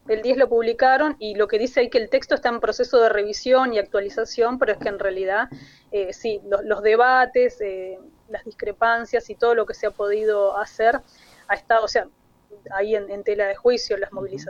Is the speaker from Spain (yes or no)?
no; Mercedes, Soriano, Uruguay; now in Montevideo, Uruguay; en mis 46 años de vida, claro, tengo más años de vida acá en Montevideo que en mi ciudad natal, pero yo soy de Mercedes, ahí de Soriano, limítrofe con Río Negro